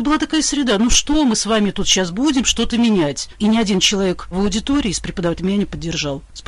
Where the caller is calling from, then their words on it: Saint Petersburg, Russia; я преподаватель из Санкт-Петербурга.